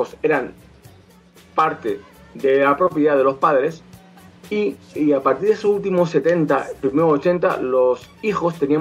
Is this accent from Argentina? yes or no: no; Spain; Y sobre todo para nosotros, como gente española, es una década muy, muy importante.